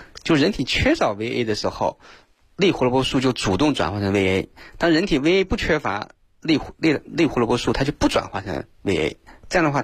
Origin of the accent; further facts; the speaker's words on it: Hunan, China; 像我们湖南人特别爱吃辣椒